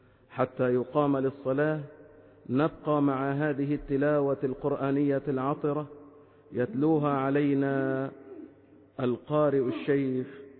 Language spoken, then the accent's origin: Arabic; Egypt; بلدنا مصر الحبيبة